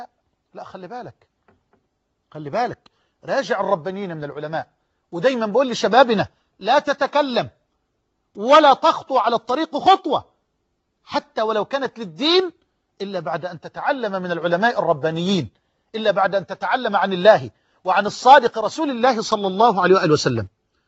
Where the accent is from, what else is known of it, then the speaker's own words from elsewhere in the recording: Egypt; واجعل بلدنا مصر واحة للأمن والأمان